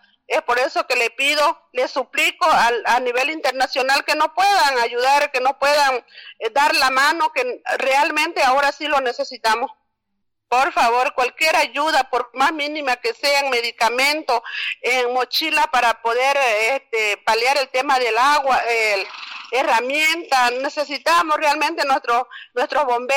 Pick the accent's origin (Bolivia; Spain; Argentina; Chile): Bolivia; Carmen Florida, Beni; la comunidad de donde yo vengo es de la comunidad Carmen Florida, que está más cerca a la población de Rurrenabaque